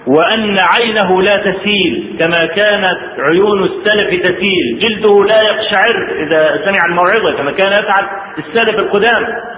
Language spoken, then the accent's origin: Arabic; Egypt; الزلزال اللي حصل في مطلع سنة 90 عندنا في مصر